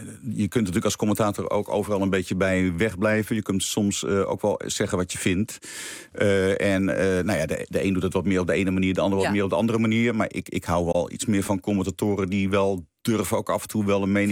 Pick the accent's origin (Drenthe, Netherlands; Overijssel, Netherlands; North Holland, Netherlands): North Holland, Netherlands; Nou ja, we komen allebei uit het Noord-Hollandse.